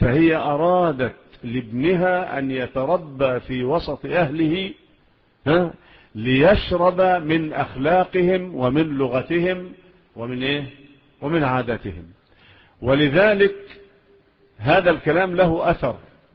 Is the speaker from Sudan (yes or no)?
no; Egypt; والقضاء عندنا في مصر إلى الآن الأمور الشرعية على مذهب مين؟